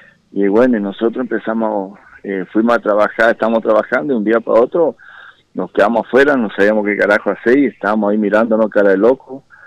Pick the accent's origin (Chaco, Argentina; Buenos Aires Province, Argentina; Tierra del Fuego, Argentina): Chaco, Argentina; nosotros somos acá del Chaco, somos un poquito del interior del Chaco y algunos de Capital